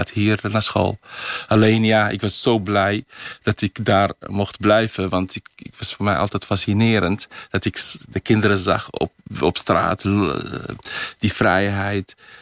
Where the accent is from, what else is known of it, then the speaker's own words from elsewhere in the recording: Netherlands; also born or lived in Morocco; Dus echt geen rekening houden met dat ik uit Nederland ben gekomen. Dus dat ik geen Arabisch ken.